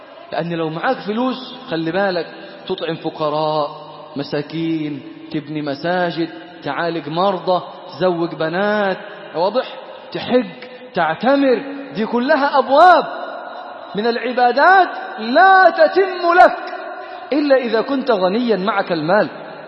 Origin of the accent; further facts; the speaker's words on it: Damietta, Damietta Governorate, Egypt; انا من دمياط، زكاة في دمياط